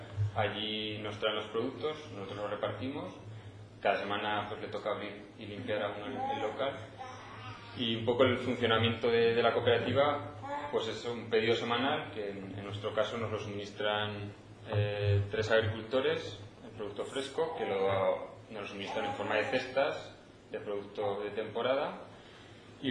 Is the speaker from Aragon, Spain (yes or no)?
yes; Aragon, Spain; como hay gente que somos de la Magdalena, que estamos subiendo a Torrero por los productos